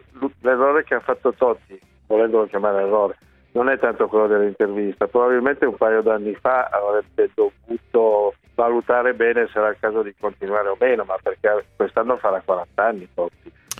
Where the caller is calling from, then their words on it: Turin, Piedmont, Italy; Io sono di Torino